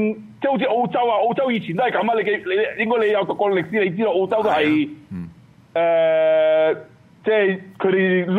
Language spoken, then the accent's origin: Cantonese; Hong Kong; 我哋咧，香港人，我哋香港人唔應該要 underestimate。